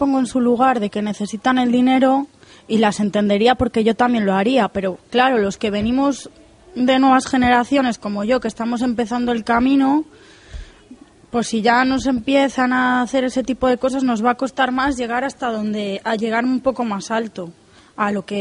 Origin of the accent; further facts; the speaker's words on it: Valladolid, Castile and León, Spain; now in Canary Islands, Spain; Pues yo vengo de Valladolid, que también hay bastante gente de fuera.